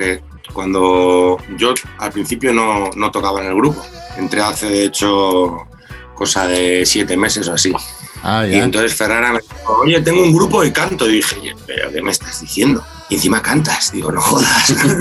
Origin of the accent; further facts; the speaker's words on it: Madrid, Community of Madrid, Spain; somos todos de Madrid. Bueno, Marco no, el que es de Burgos, pero bueno, todos vivimos en Madrid.